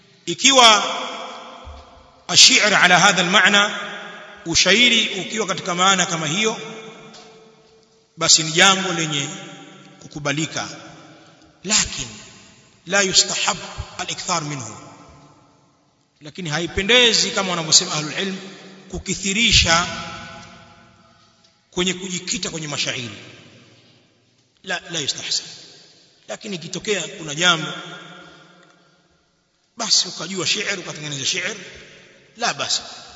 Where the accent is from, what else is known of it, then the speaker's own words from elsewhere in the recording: Kilimanjaro, Tanzania; sisi watu wengine watu wa bara useme kule kwetu uchagani tutamke heri